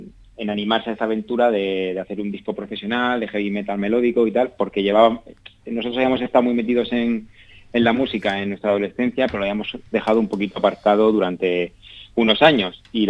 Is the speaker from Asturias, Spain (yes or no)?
no; Region of Murcia, Spain; todos los miembros de la banda somos de Murcia, aunque yo ahora mismo no vivo allí, pero todos somos de allí.